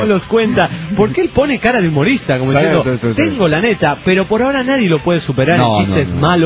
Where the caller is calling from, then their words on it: Trujillo, La Libertad, Peru; de Trujillo, Perú.